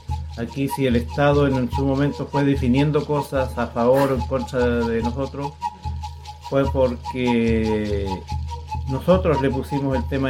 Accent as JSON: {"language": "Spanish", "town": "Mehuín", "region": "Los Ríos", "country": "Chile", "said": "Bueno, yo soy de acá de Mehuín"}